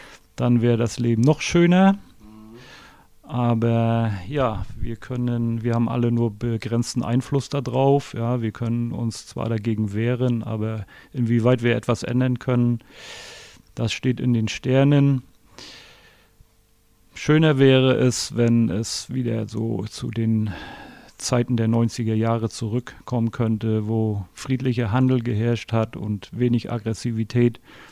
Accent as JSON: {"language": "German", "region": "Mecklenburg-Vorpommern", "country": "Germany", "tie": "born or raised there", "said": "lebe immer noch in meiner Geburtsstadt, fühle mich hier auch sehr wohl in Mecklenburg-Vorpommern."}